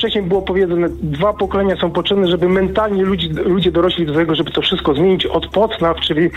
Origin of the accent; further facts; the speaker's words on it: Silesian Voivodeship, Poland; now in Greater Poland, Poland; Jestem ze Śląska, mieszkam w Wielkopolsce w tym momencie.